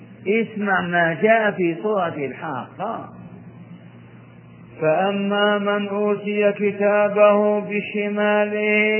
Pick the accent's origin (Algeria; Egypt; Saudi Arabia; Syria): Saudi Arabia; Hejaz; الضريع أهل البادية عندنا في الحجاز يعرفونه